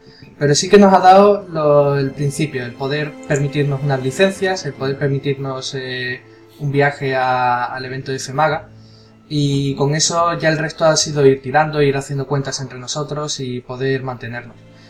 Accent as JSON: {"language": "Spanish", "town": "Seville", "region": "Andalusia", "country": "Spain", "said": "nosotros somos de Sevilla"}